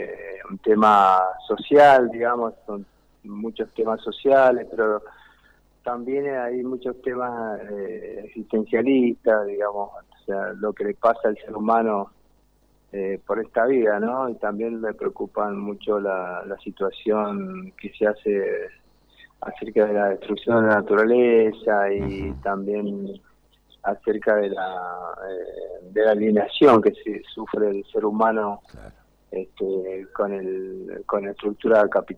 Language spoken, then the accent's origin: Spanish; Mendoza, Argentina; also born or lived in Jujuy; Sí, yo nací allá, pero estuve solamente un año, un poquito, y ahí nos vinimos para Mendoza, que nacieron todos mis demás hermanos.